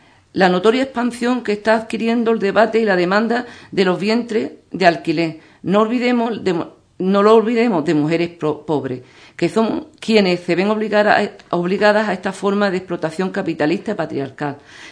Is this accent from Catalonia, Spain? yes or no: no; Andalusia, Spain; porque somos andaluces